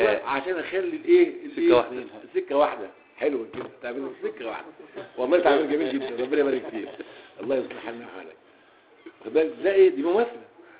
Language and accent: Arabic; Egypt; من اللغويين السابقين في العصر الحديث عندنا في مصر